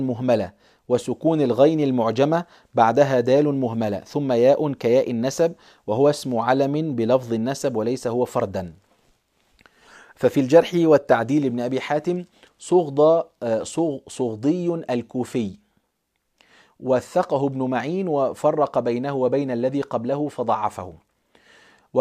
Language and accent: Arabic; Egypt; هو كلمة دعبس دي عندنا في مصر مشهورة أحيانا